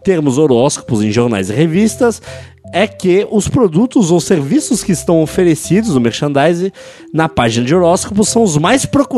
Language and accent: Portuguese; Fortaleza, Ceará, Brazil; Tenho 24 anos, sou de Fortaleza, Ceará